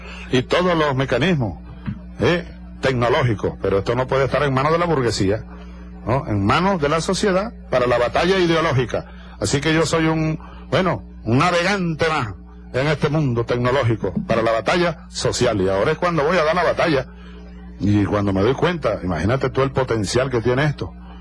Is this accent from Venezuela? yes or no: yes; Venezuela; me siento, bueno, venezolano, comprometido con todos.